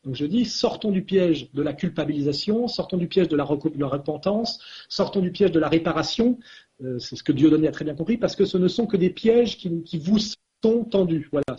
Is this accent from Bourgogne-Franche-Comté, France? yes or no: no; Auvergne-Rhône-Alpes, France; moi, Savoyard, ai dû réussir à devenir un bon petit Français il y a un siècle, alors qu'en tant que Savoyard, j'étais considéré comme les Bretons, comme un Arabe